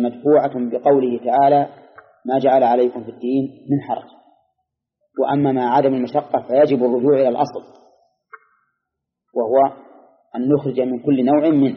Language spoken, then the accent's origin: Arabic; Al-Qassim, Saudi Arabia; خصوصا عندنا في القصيم غالبها من الشجر